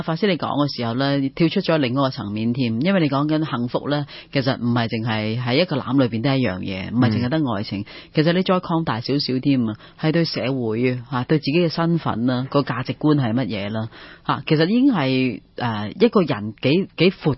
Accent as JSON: {"language": "Cantonese", "country": "Hong Kong", "said": "我香港人咯。咁咪即係中國人囉，我唔係，我係香港人啊。"}